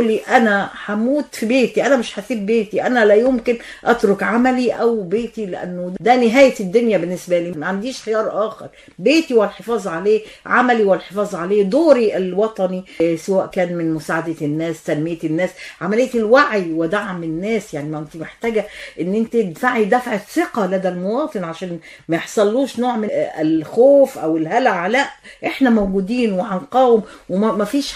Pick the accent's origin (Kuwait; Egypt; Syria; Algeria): Egypt; واللي احنا فعلا فخورين احنا كمصريين